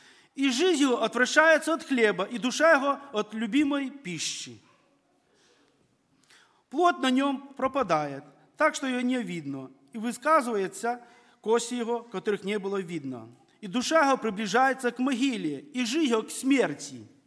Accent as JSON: {"language": "Russian", "country": "Belarus", "tie": "born or raised there", "said": "Практически я вырос в Беларуси, в лесах, я знаю, где какие грибы."}